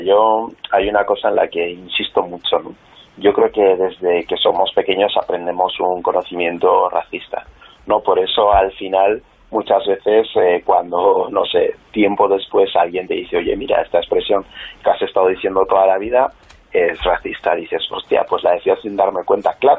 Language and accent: Spanish; Huesca, Aragon, Spain; born there; con ser una persona negra, como es mi caso, ya que yo nací en Huesca